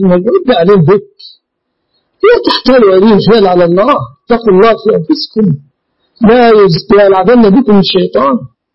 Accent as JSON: {"language": "Arabic", "region": "Dakahlia", "country": "Egypt", "said": "أنا لست من أهل القاهرة، أنا من قرية مجاورة للمنصورة."}